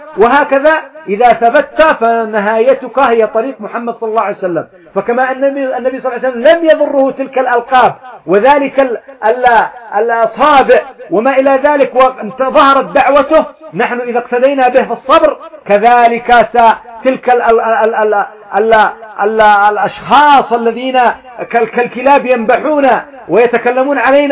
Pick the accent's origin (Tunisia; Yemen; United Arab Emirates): Yemen; ومنها إيش يسعى مثلا عندنا في اليمن، إيش يفعلون؟